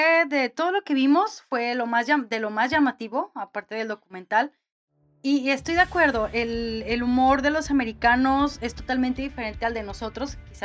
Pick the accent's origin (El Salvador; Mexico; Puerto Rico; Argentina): Mexico; no tuvo nada que ver quizás con nosotros como mexicanos